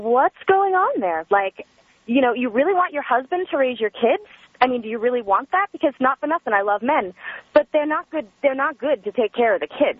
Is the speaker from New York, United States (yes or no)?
yes; New York, United States; now in Los Angeles, United States; I live in L.A. now. I'm 27. I grew up in New York on Long Island. My dad's a New York City firefighter.